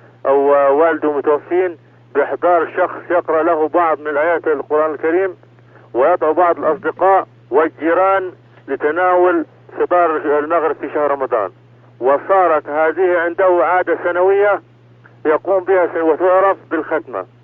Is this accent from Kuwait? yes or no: no; Upper Egypt, Egypt; صعيدي من مصر